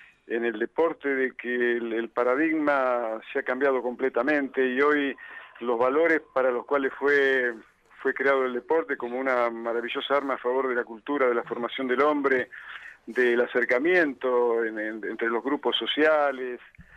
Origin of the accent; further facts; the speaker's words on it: Lincoln, Buenos Aires Province, Argentina; Acá mismo en Lincoln, de donde soy, se padecen todo ese tipo de consecuencias.